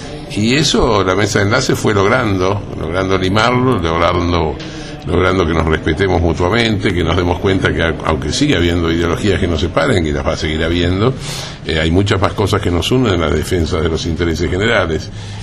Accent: Argentina; lo vivimos y lo sentimos como argentinos

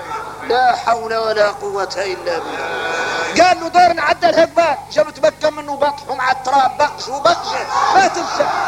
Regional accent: Mauritania; وعادوا احنا موريتاني يجي الواحد منا ساجد ويقول له هذا محل سجدة

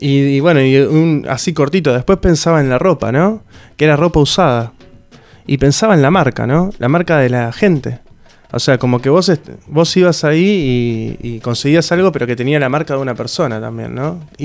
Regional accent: San Justo, Buenos Aires Province, Argentina; Son viajes, yo soy de San Justo, ¿no? Entonces viajo cada tanto a ver a mi familia

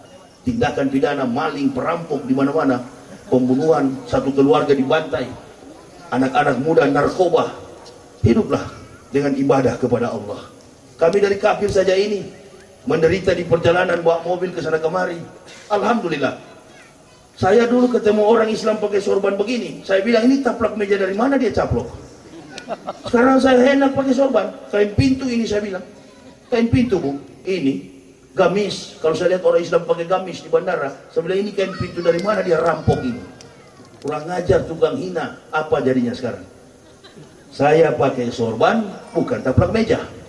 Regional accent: Manado, North Sulawesi, Indonesia; Saya orang Sulawesi, orang Manado.

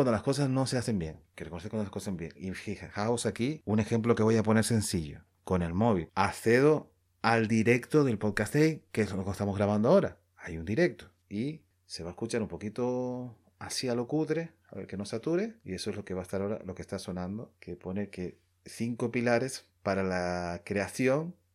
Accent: Canary Islands, Spain; somos canarios, somos españoles, pero somos canarios ante todo.

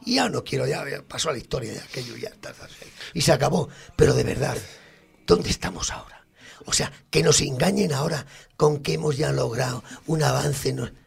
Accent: Spain; que somos españoles, que pues sí señor, con honor

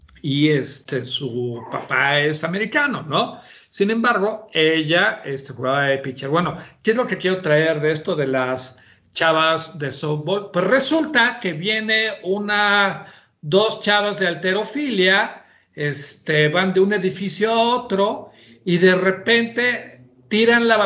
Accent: Mexico; somos mexicanos

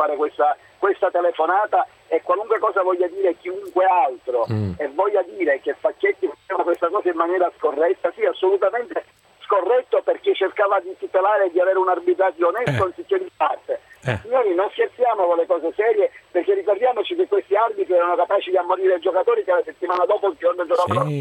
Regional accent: Sicily, Italy; La provincia di Bergamo, sono internazionale, siciliano doc.

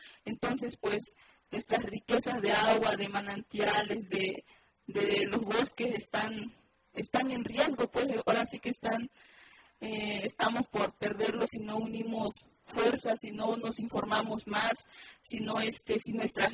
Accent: Malinaltepec, Guerrero, Mexico; También soy de Malinaltepec, donde actualmente pues en la Costa Montaña se estamos viviendo esta situación

